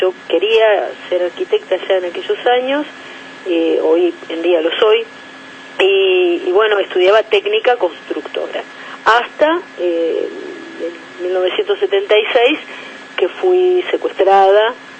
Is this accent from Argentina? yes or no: yes; Argentina; Hoy en día en mi país, por el gobierno progresista de los Kirchner, los adolescentes optativamente pueden votar, no en aquellos años.